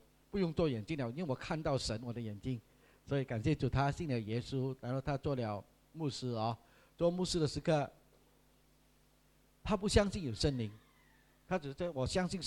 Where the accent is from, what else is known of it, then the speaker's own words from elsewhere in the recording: Sandakan, Sabah, Malaysia; 我是沙巴人啊，东马人啊，我山达根人